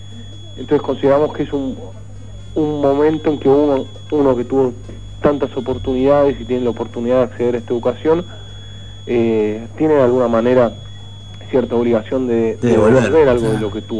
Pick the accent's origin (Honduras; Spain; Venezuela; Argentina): Argentina; nosotros como sociedad argentina y latinoamericana estamos acostumbrados a ver a gente viviendo, la verdad, como perros sobre el piso de tierra